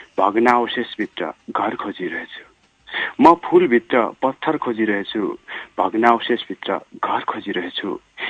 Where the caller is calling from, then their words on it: Darjeeling, West Bengal, India; म दार्जिलिङबाट